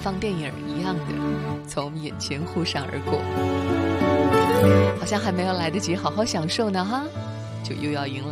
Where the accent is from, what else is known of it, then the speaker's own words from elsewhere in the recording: China; 作为一个中国人，其实每当谈起祖国的时候，想心中都是有着很多的感恩和自豪的。